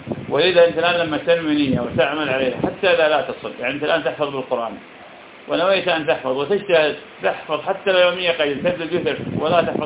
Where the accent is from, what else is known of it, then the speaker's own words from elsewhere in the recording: Iraq; يعني في بلدنا العراق الناس بفضل الله تعالى تسبب في هذا وغيره